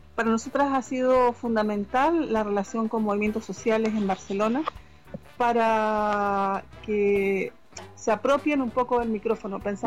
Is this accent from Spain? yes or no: no; Chile; la mayoría de las aleteadoras somos de América Latina. De Chile en concreto, partimos así.